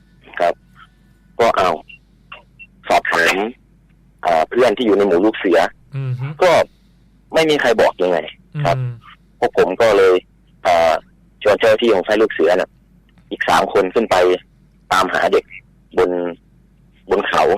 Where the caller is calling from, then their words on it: Sakon Nakhon, Thailand; จากสกลนครครับ